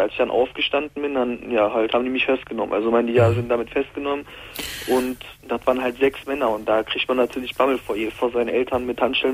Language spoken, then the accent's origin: German; Mülheim an der Ruhr, North Rhine-Westphalia, Germany; also ich komme aus Mühlheim an der Ruhr.